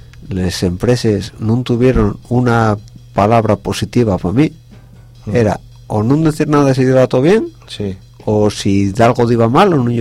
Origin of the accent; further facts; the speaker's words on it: Galicia, Spain; Que somos gallegos.